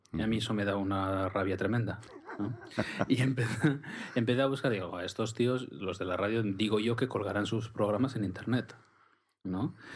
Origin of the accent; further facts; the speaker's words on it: Mondragón, Basque Country, Spain; yo siempre he querido salir de Mondragón, al final... Trabajo en Bilbao, venía todos los días de Mondragón y, bueno, pues es mi pueblo, efectivamente, es el pueblo en el que he crecido